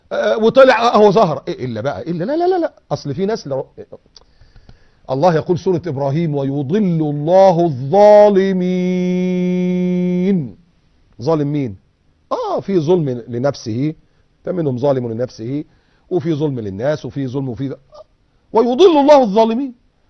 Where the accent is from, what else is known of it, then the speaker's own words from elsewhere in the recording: Egypt; بيفكرنا ايام الزلزال اللي حصل عندنا في مصر